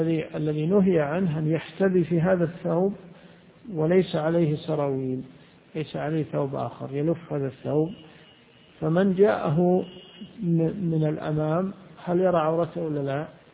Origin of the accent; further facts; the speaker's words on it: Najd, Saudi Arabia; يعني بعض الناس إلى عهد قريب عندنا في نجد يدخلون دورات المياه